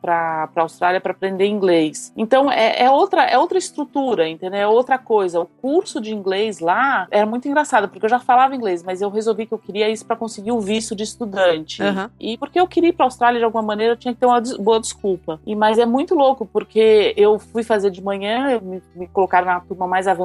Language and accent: Portuguese; Brazil; eu sou do Brasil, eu não vou entrando, assim, na casa das pessoas que eu não conheço